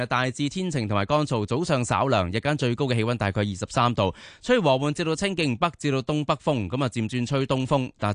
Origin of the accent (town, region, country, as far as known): Hong Kong